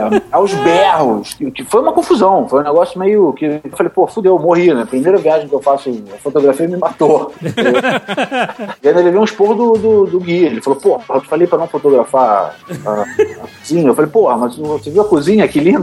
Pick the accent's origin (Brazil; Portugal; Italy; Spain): Brazil; Eu falei, parceiro, eu não sou italiano, eu sou do Brasil.